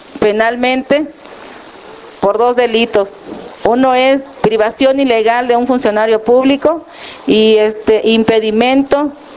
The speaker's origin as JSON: {"language": "Spanish", "country": "Mexico", "said": "si no nos unimos como pueblo mexicano o a nivel internacional, este país o este mundo no va a cambiar"}